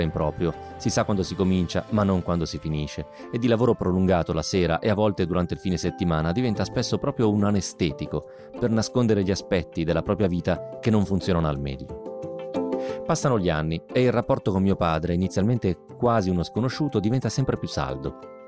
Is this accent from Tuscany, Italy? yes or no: no; Rome, Lazio, Italy; moved away as an adult; now in Cologne, Germany; sono di Roma e vivo a Colonia, in Germania, già dal 1992, dove mi sono trasferito con la allora mia ragazza e poi moglie, anch'essa romana